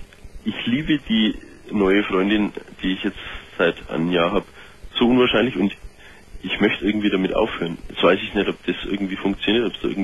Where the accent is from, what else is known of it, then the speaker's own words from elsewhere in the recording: Bavaria, Germany; ich komme ja aus Bayern, wie man es selbst schon gehört hat.